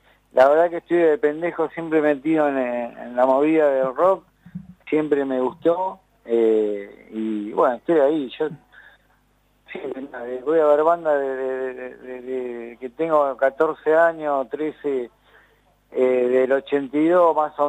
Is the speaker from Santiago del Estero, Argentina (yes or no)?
no; Villa Elvira, Buenos Aires Province, Argentina; Nosotros somos acá de Villa Elvira